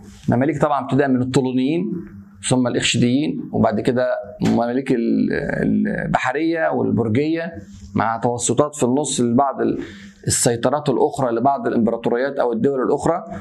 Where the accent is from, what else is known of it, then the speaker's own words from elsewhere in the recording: Egypt; طبعا عشان أنا مصري والحمد لله أفتخر أن أنا مصري